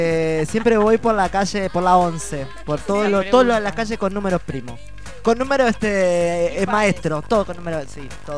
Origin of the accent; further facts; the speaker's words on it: Tacuarembó, Uruguay; Yo soy de Tacuarembó, del norte de Uruguay, cerca de Brasil.